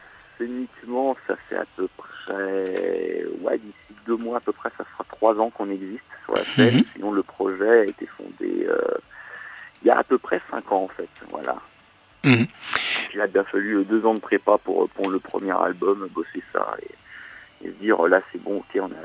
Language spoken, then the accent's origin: French; Paris, Île-de-France, France; Alors, on est de Paris.